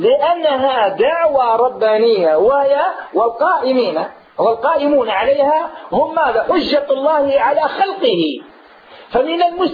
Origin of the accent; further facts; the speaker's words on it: Algeria; also born or lived in Medina, Saudi Arabia; في بداية الهجرة نتاعي التي هاجرت فيها من هنا من الجزائر إلى المدينة المنورة